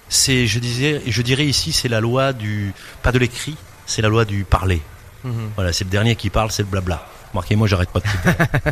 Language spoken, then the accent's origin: French; Corsica, France; Bon, c'est pas parce que je suis corse, hein